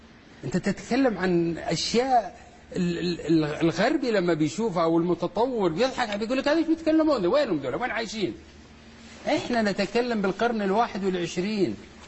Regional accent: Saudi Arabia; العلم الحديث عندنا بالسعودية ما له قيمة كثير

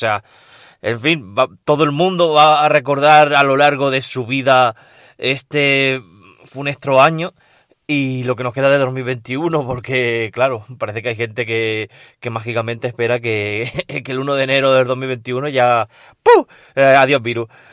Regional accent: Region of Murcia, Spain; vuestro murciano favorito.

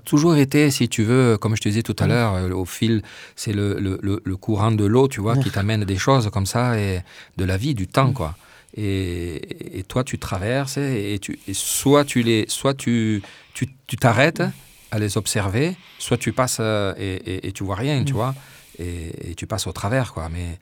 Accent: France; j'ai voulu revenir vivre en France parce que je suis français, je sens français

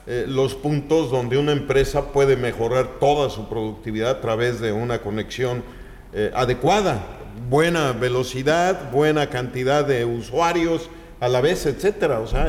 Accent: Chicxulub Puerto, Yucatán, Mexico; Miren nomás, Chicxulub, pues es mi tierra.

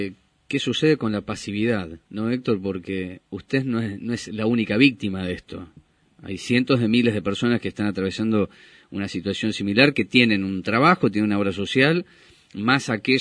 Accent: Córdoba, Argentina; En mi pueblo, allá en Córdoba, decimos que le están robando la plata

